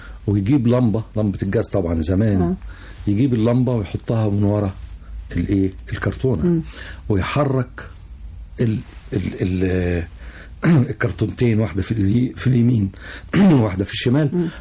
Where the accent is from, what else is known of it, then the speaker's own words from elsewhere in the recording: Cairo, Cairo Governorate, Egypt; also born or lived in Alexandria / Suez / Port Said / Ismailia; بمناسبة تنقلات والدي أنا اتولدت في اسكندرية. وبعدين اللي عرفته بعدين إن إحنا بعد اسكندرية والدي اتنقل السويس. وبعد السويس اتنقل بورسعيد، وبعد بورسعيد اتنقل الإسماعيلية، وبعد الإسماعيلية جه القاهرة.